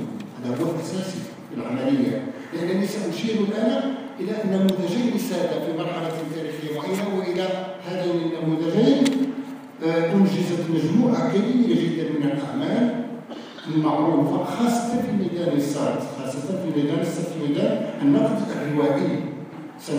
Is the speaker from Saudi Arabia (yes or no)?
no; Morocco; شكرا للذين استضافوا وطني، وشكرا للذين استضافوني أنا وزملائي المثقفين من المغرب